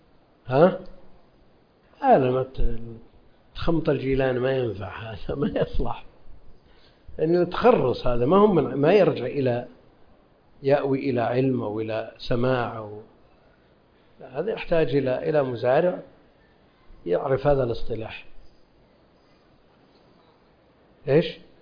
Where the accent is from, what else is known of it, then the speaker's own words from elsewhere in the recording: Najd, Saudi Arabia; هذا معروف عندنا في نجد يسمونه